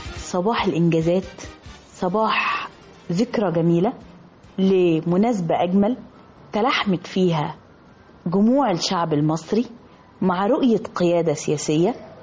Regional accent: Egypt; وهي بصفتي امرأة مصرية

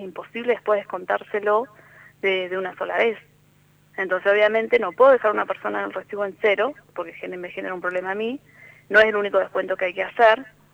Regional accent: Santa Cruz, Argentina; somos de Santa Cruz.

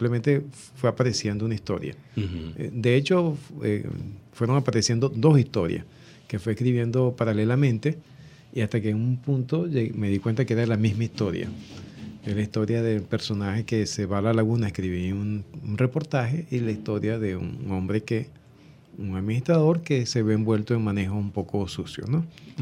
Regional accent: Cumaná, Sucre, Venezuela; also born or lived in San Tomé; Sí, de San Tomé y de familia cumanesa, y he vivido en Cumaná desde los 7 años.

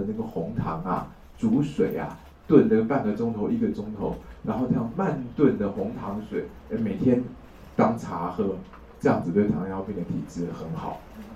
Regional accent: Taiwan; 那现在我们台湾人啊，肾坏掉是钾离子造成的

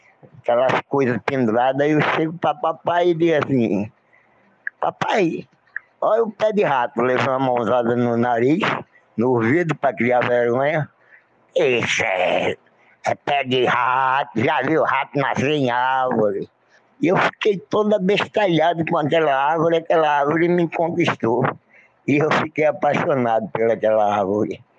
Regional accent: Serra Talhada, Pernambuco, Brazil; now in Recife, Brazil; eu quando vim de Serra Talhada, meu pai me levou para conhecer

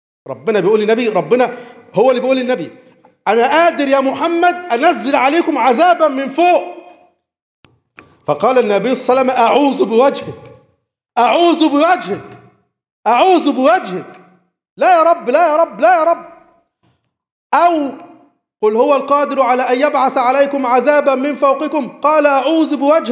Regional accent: Egypt; مشكلتنا ان احنا مصريين متعصبين لوطنيتنا قوي،

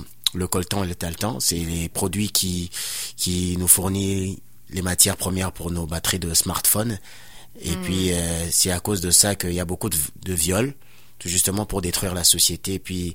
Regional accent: DR Congo; Je viens de la République démocratique du Congo, et puis c'est un pays qui est en guerre depuis près de 20 ans.

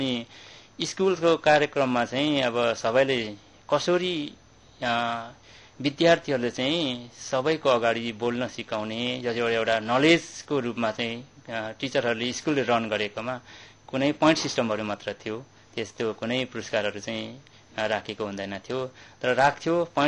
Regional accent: Ligimba, Koshi Province, Nepal; त्यही गाउँमा म पढेँ, जुन मेरो त्यो प्यारो गाउँ मेची पाँचतर चिलिन्दिन 3 लिगिम्बामा म जन्मे हुर्के अनि मेरो बाल्यकाल उमेर त्यहीँ नै बित्यो।

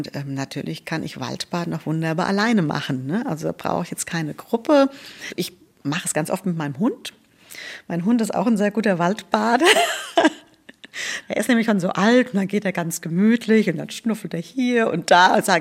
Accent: Lorsbach, Hesse, Germany; also Lorsbach, wo ich herkomme, im Taunus, da wächst der Wald wirklich bis an die ersten Häuser.

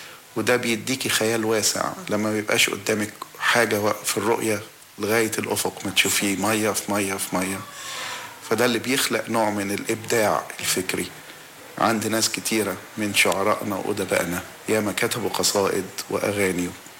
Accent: Alexandria, Alexandria Governorate, Egypt; اسكندرية دي كانت وما زالت مدينة جميلة من أحلى مدن مصر، اتولدت فيها وكبرت فيها وشفت مدن كتيرة في مصر حبيتهم كلهم، بس حاجة تانية غير اسكندرية. اسكندرية عشت في بيت العيلة، كان معايا حوالي 20 من أولاد العم

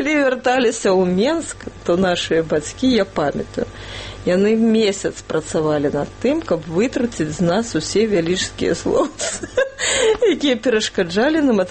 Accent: Minsk, Belarus; born there; Я нарадзілася ў Мінску, якраз у тых старых дамках на вуліцы Першамайская, прыгожых.

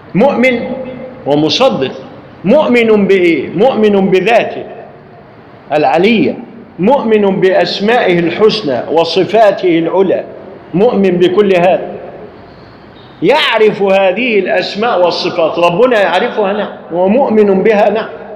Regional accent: Egypt; فالمشايخ عندنا في مصر عندما يقرؤون قرآنا

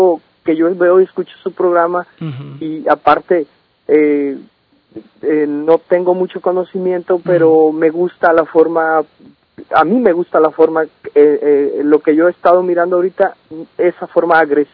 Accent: Mexico; Claro, soy mexicano.

